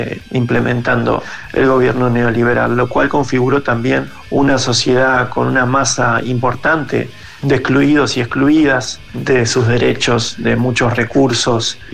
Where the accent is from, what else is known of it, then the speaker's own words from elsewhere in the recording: Zárate, Buenos Aires Province, Argentina; Soy de Zárate, se puede decir que de la zona norte de la provincia de Buenos Aires.